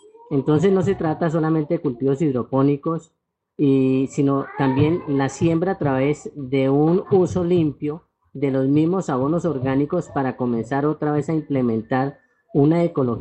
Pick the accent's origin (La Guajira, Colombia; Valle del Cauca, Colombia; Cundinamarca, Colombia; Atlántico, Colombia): Cundinamarca, Colombia; Fusagasugá; nosotros somos de Fusasugá